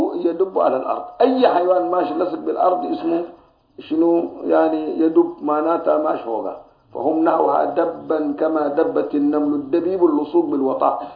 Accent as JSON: {"language": "Arabic", "country": "Sudan", "said": "بس باب أكل الجراد ده صنع شديد حتى الآن موجود عندنا في السودان"}